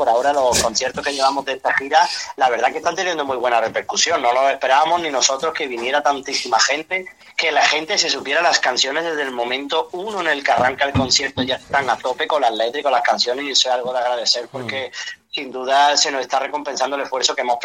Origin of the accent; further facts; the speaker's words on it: Málaga, Andalusia, Spain; pero soy de Málaga. Sí, nada más en el momento en que hablamos ya lo notas